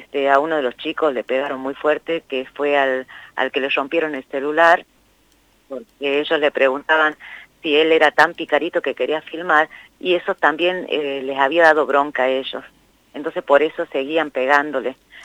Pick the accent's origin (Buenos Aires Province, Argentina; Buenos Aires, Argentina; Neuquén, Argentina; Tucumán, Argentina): Tucumán, Argentina; Concepción; No, yo soy de Concepción, que es la primera ciudad de Tucumán